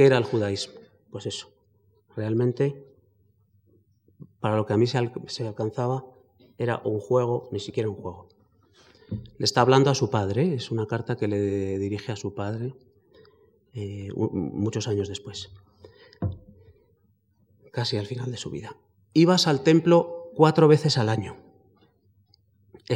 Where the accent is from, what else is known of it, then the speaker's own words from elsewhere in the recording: Spain; No era propiamente una migración, somos españoles, tenemos unos puntos de referencia